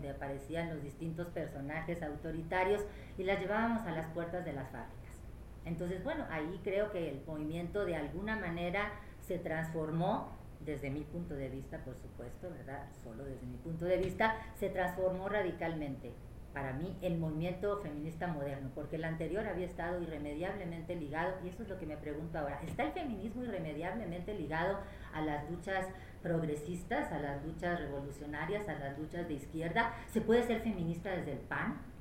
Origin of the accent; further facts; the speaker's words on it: Sonora, Mexico; now in Mexico City, Mexico; yo ahora tengo ya buen rato aquí, yo soy una, dirían en mi tierra, sonohuacha, porque soy sonorense y también soy huacha, como les dicen allá a los del DF.